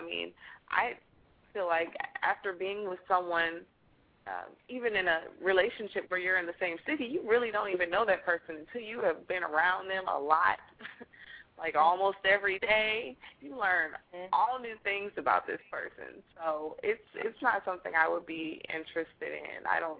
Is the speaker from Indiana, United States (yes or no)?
no; Los Angeles, California, United States; I'm from Los Angeles, and my boyfriend left Los Angeles to come to Georgia to go to school